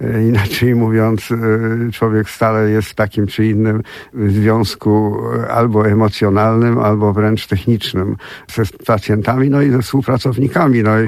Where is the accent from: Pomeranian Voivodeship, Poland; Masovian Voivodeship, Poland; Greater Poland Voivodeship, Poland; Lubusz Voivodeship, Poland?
Pomeranian Voivodeship, Poland; Gdynia; Ja z Gdyni pochodzę.